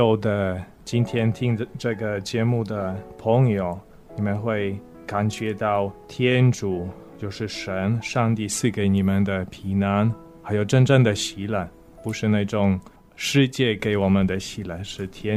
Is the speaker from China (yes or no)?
no; Poland; first language Polish; Chinese is a second language; now in Taiwan; 我是来自波兰的天主教的神父。